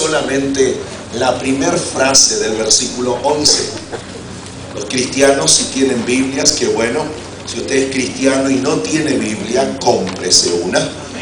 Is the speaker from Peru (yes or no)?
no; Argentina; La diferencia entre ustedes, puertorriqueños, y yo, que soy argentino